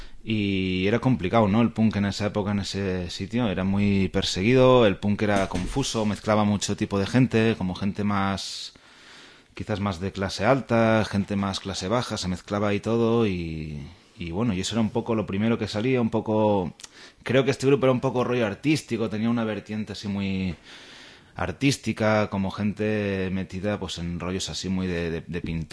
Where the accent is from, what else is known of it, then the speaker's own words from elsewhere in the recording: Chile; somos de Chile. Se nota por el acento.